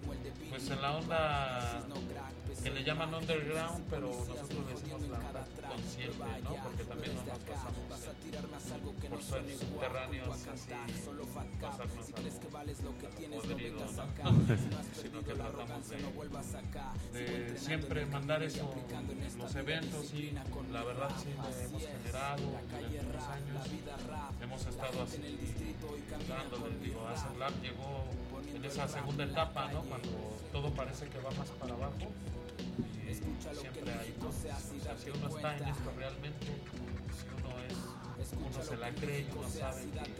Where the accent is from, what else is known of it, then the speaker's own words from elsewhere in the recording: Iztapalapa, Mexico City, Mexico; la zona en la que estamos, en la que radicamos, de donde somos. Su mayoría somos de Iztapalapa